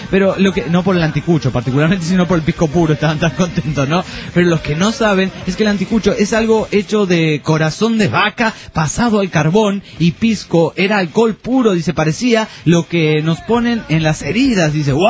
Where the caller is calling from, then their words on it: Tinogasta, Catamarca, Argentina; de Tinogasta, Catamarca